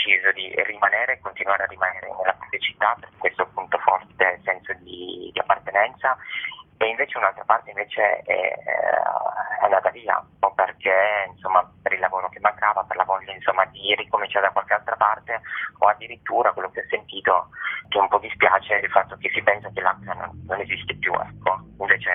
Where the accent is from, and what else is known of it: Turin, Piedmont, Italy